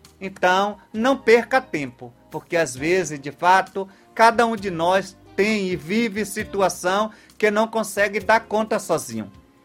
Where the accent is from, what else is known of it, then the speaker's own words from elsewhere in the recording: Santo Antônio de Jesus, Bahia, Brazil; Então, muito obrigado a você que aí de Santo Antônio de Jesus, minha terra amada, está em comunhão comigo.